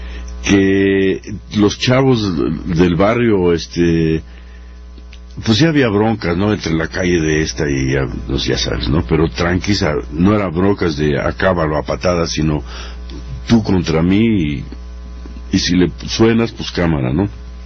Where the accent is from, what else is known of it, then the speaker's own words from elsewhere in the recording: Mexico City, Mexico; Pero yo soy de la Guerrero.